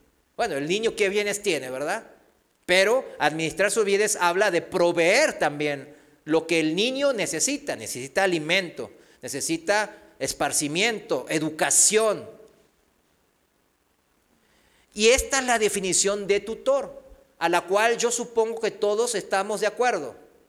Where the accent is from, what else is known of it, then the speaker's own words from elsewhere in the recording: South Korea; de educación, de cultura, de nacionalidad, pues yo soy de Corea